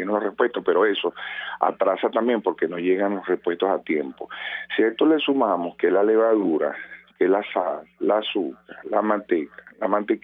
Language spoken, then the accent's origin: Spanish; Venezuela; porque nosotros no nos merecemos esto como venezolanos.